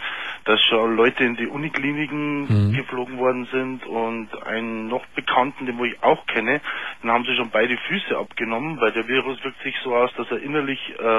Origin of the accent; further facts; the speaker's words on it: Pfarrkirchen, Bavaria, Germany; Und ich bin ja aus Pfarrkirchen.